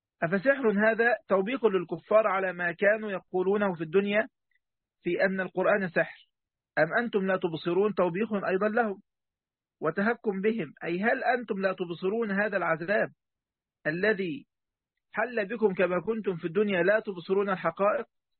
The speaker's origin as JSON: {"language": "Arabic", "country": "Egypt", "said": "نحن نسميها الفكاهة عندنا في مصر"}